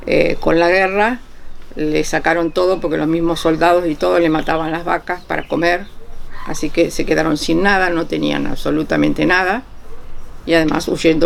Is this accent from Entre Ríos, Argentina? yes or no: no; Punta Alta, Buenos Aires Province, Argentina; also born or lived in Tandil; Luego falleció mi papá, y como la familia de mi madre estaba toda en Punta Alta, nos fuimos a otra ciudad que se llama Punta Alta.